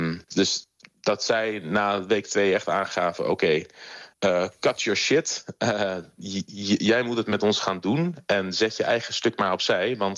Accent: Netherlands; Maar ja, ik blijf een Nederlander die daar 1,5 jaar is geweest

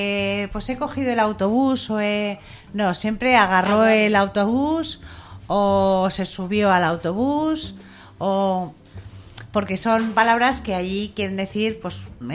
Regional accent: Madrid, Community of Madrid, Spain; yo soy madrileña, pero mi madre es asturiana, o era asturiana, y mi padre igual.

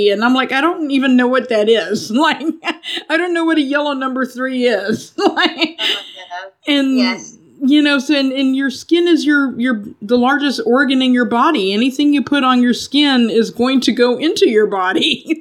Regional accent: Texas, United States; I grew up in Texas. There are a lot of oil refineries there.

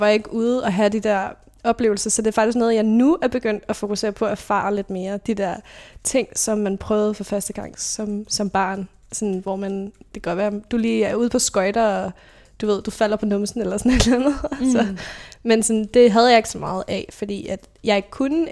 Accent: Roskilde, Zealand, Denmark; Jeg kommer fra Roskilde, født og opvokset der, og er i en familie med to andre søskende. Der er 5 og 10 år mellem os, så jeg er den mindste. Og der er jeg vokset op i sådan lidt forstadsliv, vitterligt, altså bil, vorse og villa.

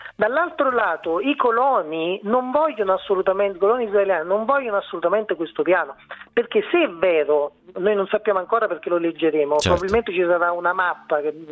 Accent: Naples, Campania, Italy; Da napoletano non potrebbe essere diversamente, insomma, il fare avanti e indietro l'emigrante.

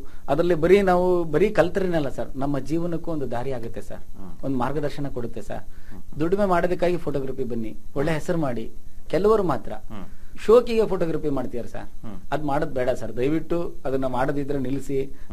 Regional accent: Mallapura, Karnataka, India; also born or lived in Chiluru; ನಾನು ಹುಟ್ಟಿ ಬೆಳೆದಿದ್ದು ಹೊನ್ನಾಳಿ ತಾಲೂಕು ಚೀಲೂರಲ್ಲಿ ಹುಟ್ಟಿದ್ದು ಸರ್. ನಾನು ಬೆಳೆದಿದ್ದೆಲ್ಲ ಮಲ್ಲಾಪುರದಲ್ಲಿ.

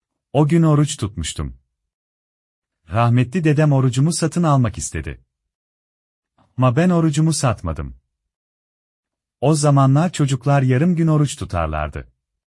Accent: Diyarbakır, Diyarbakır Province, Turkey; Bir Diyarbakırlı olarak yine eskisi gibi güzel günlerimizi yaşayabilir

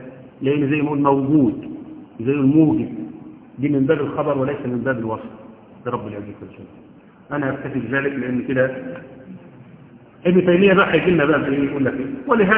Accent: Egypt; حتى احنا عندنا كمصريين

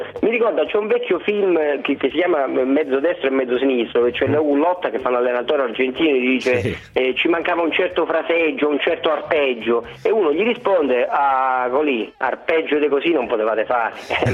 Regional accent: Calabria, Italy; io, che non sono milanese, cioè sono un interista tipico perché vengo alla Calabria

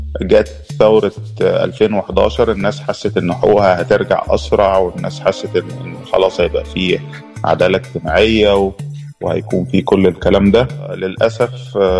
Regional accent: Egypt; احنا ناس نوبي، احنا النوبيين يعني بنحتفي بالتراث والثقافة بتاعتنا

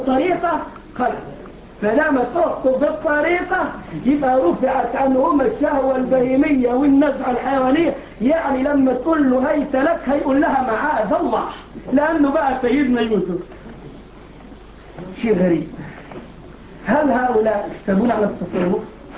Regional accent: Egypt; اللي بيعملوا الموالد عندنا في مصر

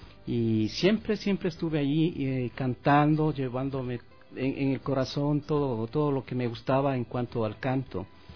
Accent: Ecuador; moved away; estar estos días acá en mi país, en el Ecuador, donde vengo cada año en el mes de octubre

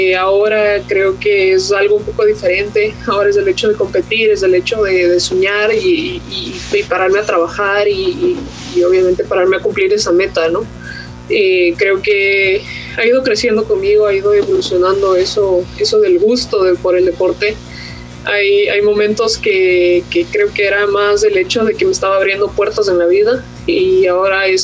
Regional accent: Ecuador; primera y única ecuatoriana que he jugado en este circuito, y realmente me siento muy orgullosa de poder traer la bandera de mi país

